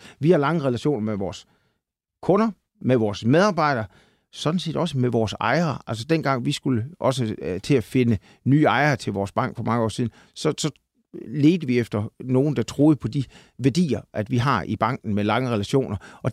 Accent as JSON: {"language": "Danish", "region": "Central Denmark Region", "country": "Denmark", "said": "Jeg kommer jo fra Salling, som du lige var inde på, og jeg skulle lige vist egentlig have været landmand. Jeg kommer fra landet"}